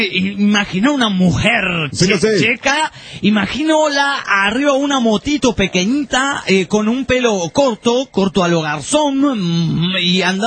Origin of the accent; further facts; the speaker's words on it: Argentina; Hola, soy de Argentina, amante de México.